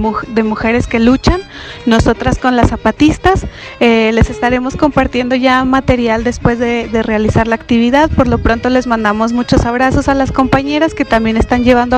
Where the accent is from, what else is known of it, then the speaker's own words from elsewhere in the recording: Zacatecas, Mexico; de Zacatecas